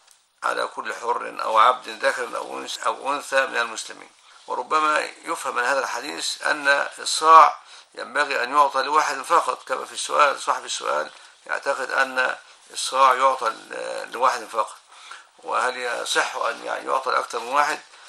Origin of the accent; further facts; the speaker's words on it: Egypt; وهذا معروف عندنا في مصر